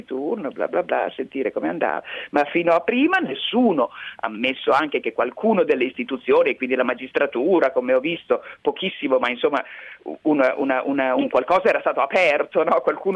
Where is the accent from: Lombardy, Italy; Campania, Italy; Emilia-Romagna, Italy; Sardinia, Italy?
Lombardy, Italy; Mantua; Sono nata a Mantova insieme a mio fratello, lui aveva 2 anni più di me, e abbiamo fatto tutto insieme, le scuole